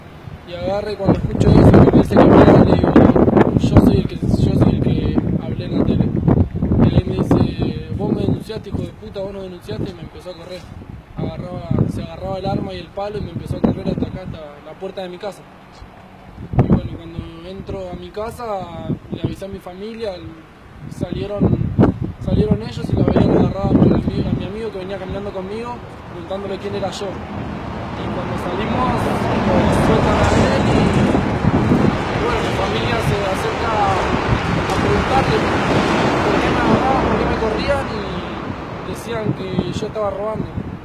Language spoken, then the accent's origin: Spanish; Buenos Aires, Argentina; de la Villa 21. Cuento lo que me pasó hoy en mi barrio hace 20 minutos.